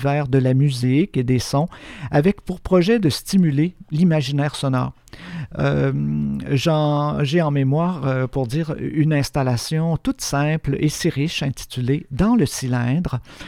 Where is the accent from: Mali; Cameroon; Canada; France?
Canada; Quebec; Chez nous, au Québec, on a quelques pionniers de cette forme de création